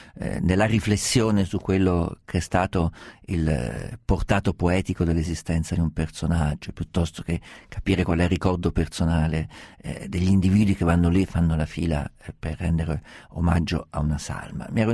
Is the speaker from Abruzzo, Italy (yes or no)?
no; Perugia, Umbria, Italy; born there; Sono nato a Perugia, non metto più piede a Perugia non so da quanto tempo, e forse mai più ce lo metterò